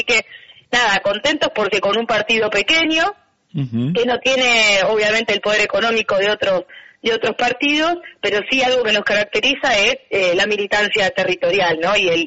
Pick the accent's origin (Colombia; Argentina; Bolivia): Argentina; San Nicolás, Buenos Aires Province; Yo vengo de San Nicolás, en realidad